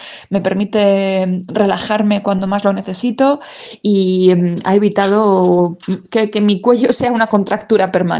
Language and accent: Spanish; Castilla-La Mancha, Spain; Soy manchega de origen y siempre tuve muchas ganas de recorrer el mundo